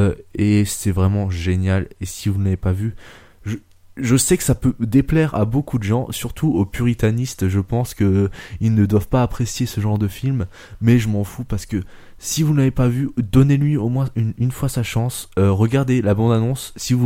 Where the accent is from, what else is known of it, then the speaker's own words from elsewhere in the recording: France; Ensuite, il est sorti au Japon le 20 juillet 2013 et sorti chez nous en France que le 15 janvier, un truc comme ça.